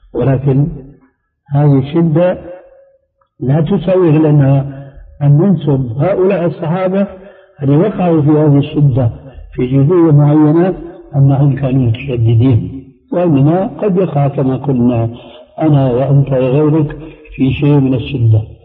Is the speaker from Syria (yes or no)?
yes; Syria; وهنا يقول عندنا في سوريا شو الشد يا